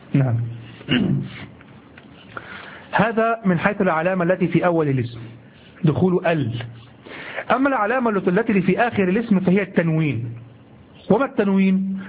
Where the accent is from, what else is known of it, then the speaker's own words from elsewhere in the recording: Egypt; accent: Egyptian Arabic; نحن نقول امبارح في لهجتنا المصرية الدارجة العامية، نقول امبارح.